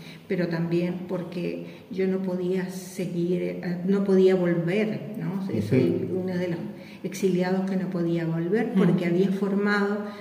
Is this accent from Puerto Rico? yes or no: no; Chile; moved away; also born or lived in Argentina / Sweden; tuve que salir por las circunstancias políticas en mi país. Tuve que salir de Chile, llegué, estuve en Argentina 6 meses esperando el permiso de residencia